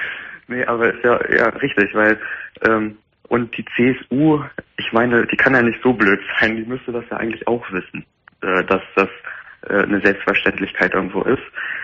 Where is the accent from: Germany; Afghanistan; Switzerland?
Germany; Lower Saxony; Ich bin jetzt niemand aus Heidenau. Ich komme aus Niedersachsen.